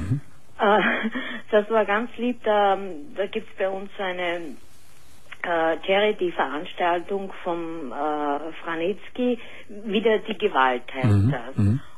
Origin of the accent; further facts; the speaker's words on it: Austria; Und wie du vielleicht weißt, gibt es bei uns in Österreich Wunschkennzeichen.